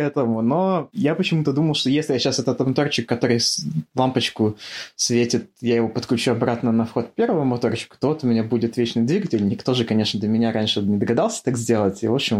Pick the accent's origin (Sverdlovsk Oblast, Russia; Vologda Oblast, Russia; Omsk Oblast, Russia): Vologda Oblast, Russia; Cherepovets; born there; also born or lived in Saint Petersburg; Я родился в Череповце, когда мне было... Ну, примерно, на самом деле, даже когда я родился, родители еще до того, как я родился, на самом деле, переехали в Питер на учебу. Мама вернулась в Череповец, как бы, меня рожать.